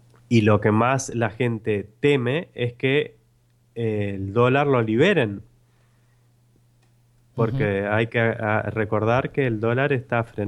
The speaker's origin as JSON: {"language": "Spanish", "country": "Argentina", "said": "Así que así somos los argentinos."}